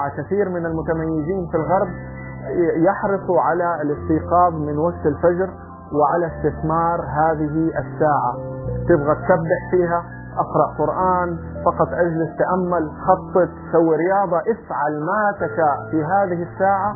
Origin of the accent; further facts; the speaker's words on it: Saudi Arabia; عندنا في السعودية أحيانا يقال لي أن انتظار الكوافيرة